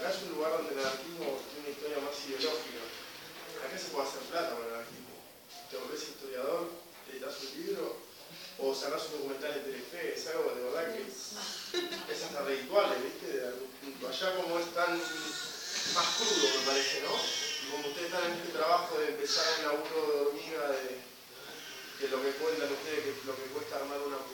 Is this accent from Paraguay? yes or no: yes; Paraguay; De hecho, como paraguayo